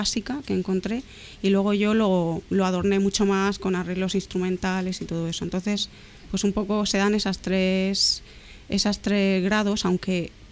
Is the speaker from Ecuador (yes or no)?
no; Cartagena, Region of Murcia, Spain; Bueno, sí, ya soy de Cartagena.